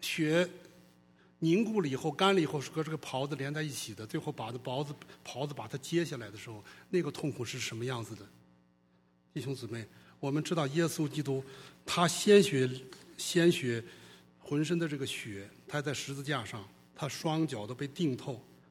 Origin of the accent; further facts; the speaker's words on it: China; 用我们中国人的话讲